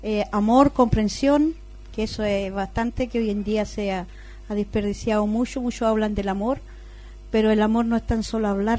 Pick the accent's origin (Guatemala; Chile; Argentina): Chile; Santiago, Santiago Metropolitan Region; also born or lived in Los Ángeles; yo nací en Los Ángeles, me crié en Santiago y después tuve una casa en Coronel